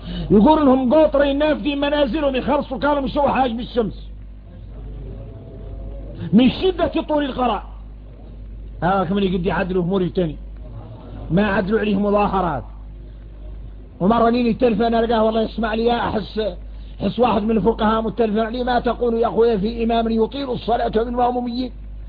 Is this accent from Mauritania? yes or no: yes; Mauritania; إحنا موريتاني